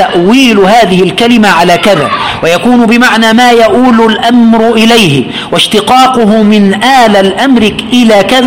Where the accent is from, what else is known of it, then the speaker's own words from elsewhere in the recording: Egypt; عند الجميع عندنا في مصر